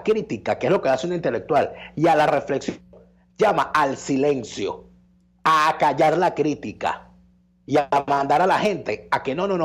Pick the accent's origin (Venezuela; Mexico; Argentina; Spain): Venezuela; somos estúpidos los venezolanos